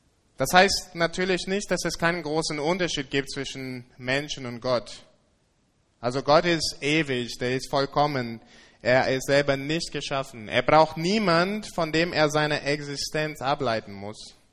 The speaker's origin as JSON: {"language": "German", "region": "England", "country": "United Kingdom", "moved": "yes", "lives_now": "Germany", "said": "Ich komme aus England und in England, bevor ich nach Deutschland umgezogen bin"}